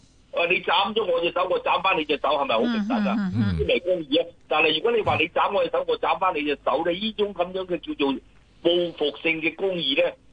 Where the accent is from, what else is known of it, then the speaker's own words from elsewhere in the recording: China; 因為問題就話我哋中國人以前咧就有個講法嘅